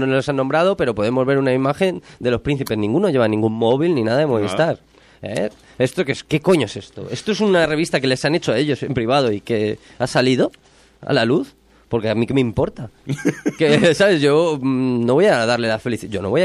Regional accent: Madrid, Community of Madrid, Spain; yo soy de Madrid, así que no sé

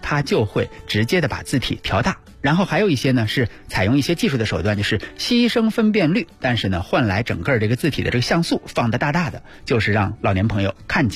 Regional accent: Beijing, China; 咱们北京人来讲，咱们说话好比说啊，

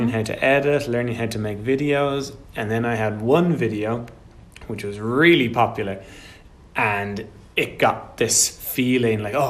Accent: Ireland; So, of course, I'm born and bred in Ireland. So most of my point of view is from my Irish culture, Irish background.

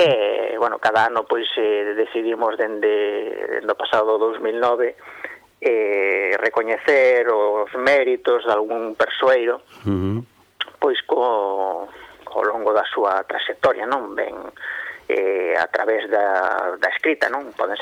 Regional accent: Lobios, Galicia, Spain; empezamos con esta andaina por Ludeiros, donde eu nacín, non, o lado de nunha aldea de Lobios, li pegadiña a Lindoso, na mesma raia, non?

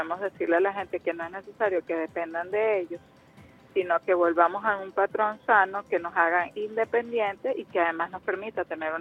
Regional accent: Venezuela; nos obliga como venezolanos, como pueblo, a generar conciencia de cambio de patrones de vida en general

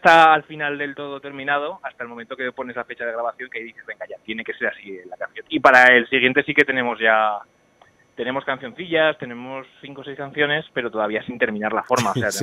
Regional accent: Zaragoza, Aragon, Spain; somos de Zaragoza, pero tocamos casi más fuera de Zaragoza y nuestra comunidad que dentro

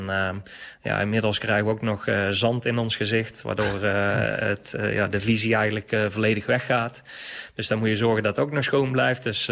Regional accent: Hees, Netherlands; ja, ik kom uit Hees. Hees en omstreken zijn we altijd aan het graven geweest.

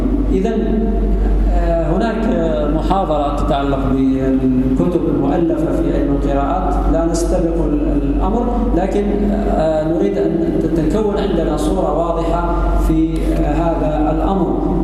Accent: Algeria; أخذنا على سبيل المثال بلدنا الجزائر

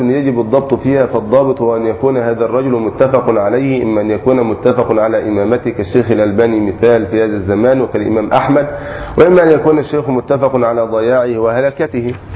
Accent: Egypt; أو في بلادنا مصر لعظم الجهل به

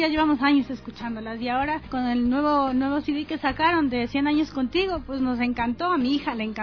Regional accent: Baños, Tungurahua, Ecuador; Somos de Baños, llevamos varios años ya escuchándolas.

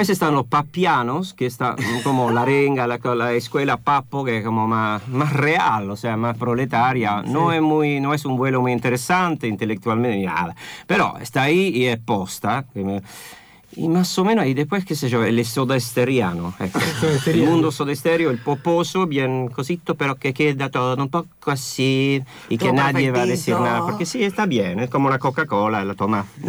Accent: Argentina; y porque somos de Argentina y esos son de Buenos Aires

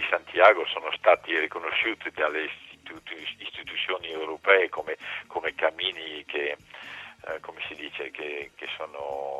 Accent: France; Io mi sento con la doppia identità, perché di cultura sono francese, ma come vi dicevo prima, le mie radici sono italiane

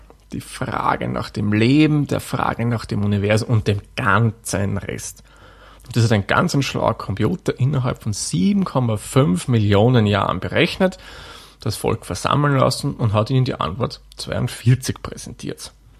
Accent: Austria; In Österreich und in Deutschland gibt es übrigens einen ganz wesentlichen Unterschied. Bei uns in Österreich, klar, Zwetschge schreibt man mit K wie

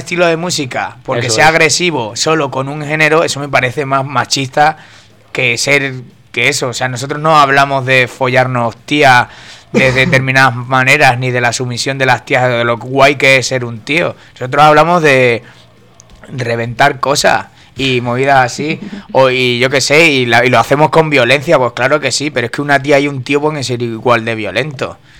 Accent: Salamanca, Castile and León, Spain; Claro, ojo, que yo también es que vengo de Salamanca

